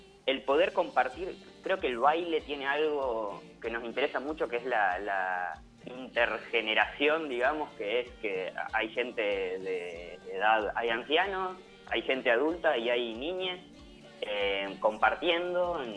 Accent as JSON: {"language": "Spanish", "town": "General Pico", "region": "La Pampa", "country": "Argentina", "said": "Y en Santa Rosa, que sí, somos de Pico."}